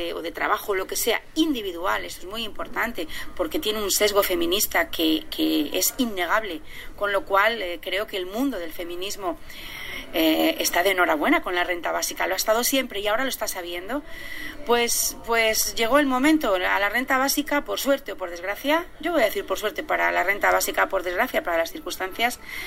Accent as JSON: {"language": "Spanish", "region": "Canary Islands", "country": "Spain", "said": "soy coordinadora de ATAC España y de ATAC Canarias y vengo de Canarias."}